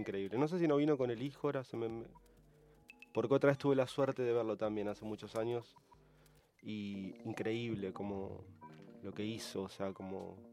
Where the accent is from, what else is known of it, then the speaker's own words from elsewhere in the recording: Morón, Buenos Aires Province, Argentina; Yo soy de Morón